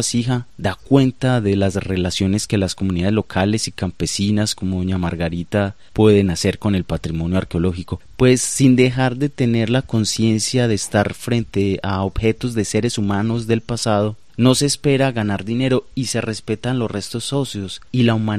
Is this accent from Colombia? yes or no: yes; Colombia; como colombianos podamos dimensionar e imaginar qué tantas piezas y lugares existen